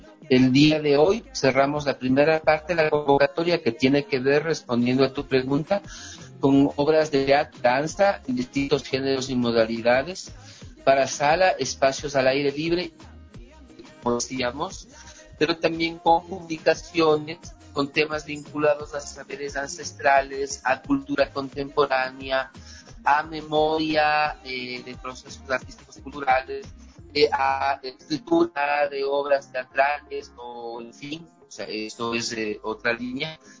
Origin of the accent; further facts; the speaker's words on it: Ecuador; hay una potencia de expresión cultural enorme en mi país y en América Latina, ¿no?